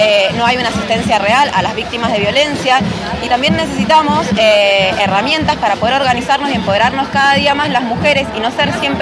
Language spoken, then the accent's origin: Spanish; Mendoza, Argentina; una vez más la sociedad mendocina nos organizamos